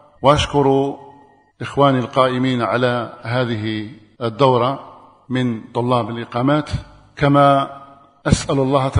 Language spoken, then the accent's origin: Arabic; Algeria; نسأل الله أن يجعلها مباركة على بلادنا الجزائر